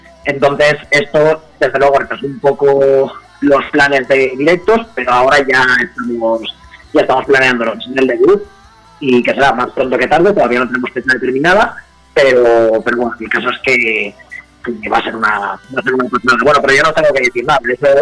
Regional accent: Valencia, Valencian Community, Spain; por lo general somos de Valencia capital, vivimos un poco dispersos, pero sí, nuestra base de operaciones, es decir, nosotros vivíamos en Valencia, en Alboraya concretamente

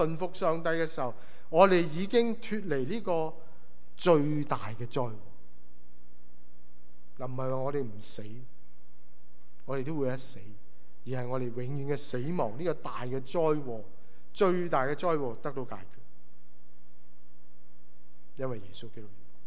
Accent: China; 有些好像我们中国人讲吹吉避凶的意思

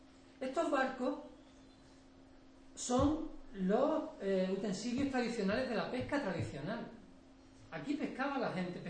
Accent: Málaga, Andalusia, Spain; yo soy andaluz, yo he nacido en Villa y me he educado en Málaga.

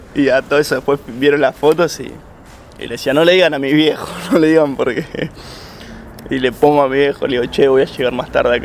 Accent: Ituzaingó, Buenos Aires Province, Argentina; Ituzaingó.

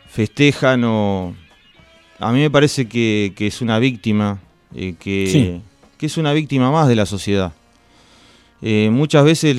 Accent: Argentina; los únicos que lo podemos entender somos los argentinos.

